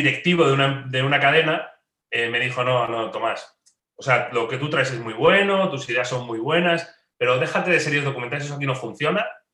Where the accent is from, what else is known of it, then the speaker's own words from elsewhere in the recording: Spain; decidí volver por todos esos motivos, volví a España y decidí fundar una productora